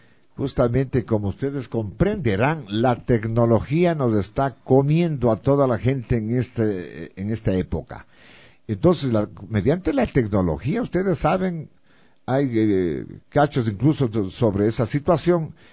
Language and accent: Spanish; Latacunga, Cotopaxi, Ecuador; now in Quito, Ecuador; De Latacunga. Yo soy oriundo de Latacunga. Mi papá es oriundo de Cuenca por Cordero. Se vino de Cuenca a estudiar por la provincia de Cotopaxi, se enamoró de mi mamá y se quedó para siempre por ahí. Entonces nacimos nosotros